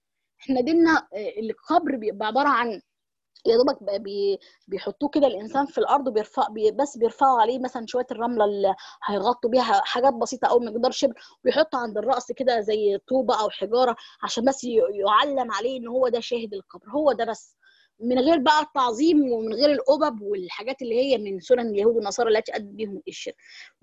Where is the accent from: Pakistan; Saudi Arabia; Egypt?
Egypt; عارفين انتوا عندنا في مصر او في بعض الدول